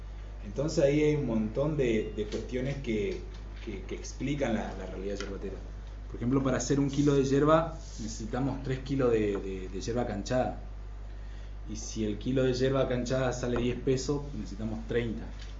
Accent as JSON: {"language": "Spanish", "town": "Jardín América", "region": "Misiones", "country": "Argentina", "said": "porque soy de Jardín América y mis padres y mis abuelos fueron socios productores de la cooperativa."}